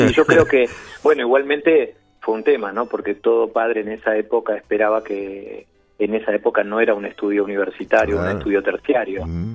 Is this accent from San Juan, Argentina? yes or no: no; Buenos Aires, Argentina; moved away; No, soy argentino, de Buenos Aires, pero bueno, hace más de 25 años que estoy rodando, digamos, de lugar en lugar.